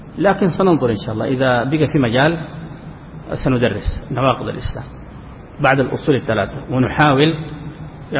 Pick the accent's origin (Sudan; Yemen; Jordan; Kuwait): Sudan; خاصة عندنا في السودان يمكن بعض العوام يقول لك ما دليلك؟